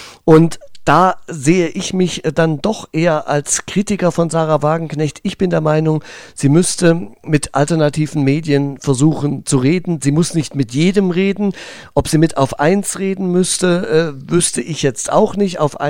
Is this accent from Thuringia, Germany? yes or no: yes; Thuringia, Germany; Jetzt kommen wir zu meinem Heimatland Thüringen.